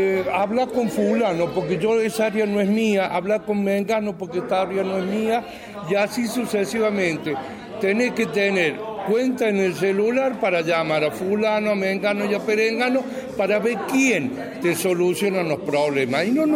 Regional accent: Villa Carlos Paz, Córdoba, Argentina; nosotros somos ciudadanos de Carlos Paz

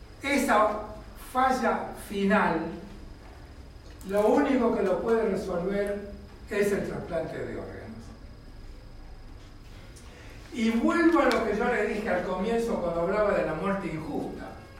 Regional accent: La Plata, Buenos Aires Province, Argentina; yo soy platense, me formé en La Plata

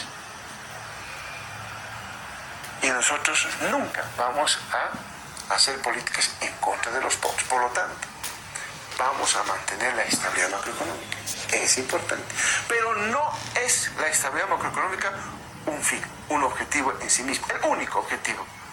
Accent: Bolivia; si somos capaces los bolivianos de generar dinero

